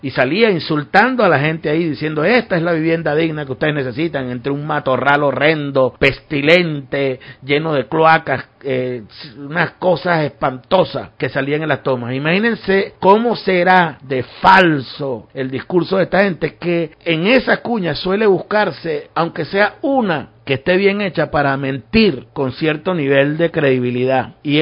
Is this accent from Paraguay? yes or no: no; Venezuela; como venezolanas, como venezolanos, el hecho de que estemos experimentando en nuestro país, en nuestra nación